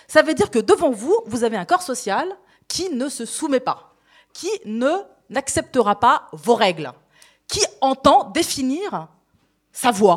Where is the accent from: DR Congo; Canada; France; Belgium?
France; j'ai grandi en France